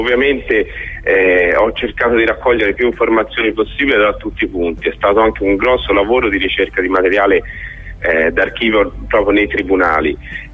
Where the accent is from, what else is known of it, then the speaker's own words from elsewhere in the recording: Florence, Tuscany, Italy; io sono dell'84, quindi ero proprio un bambino. Sì. Quando è successo, avevo 7 anni e sono fiorentino